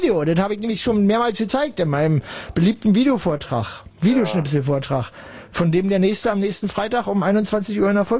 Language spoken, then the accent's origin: German; East Germany, Germany; aus dem Osten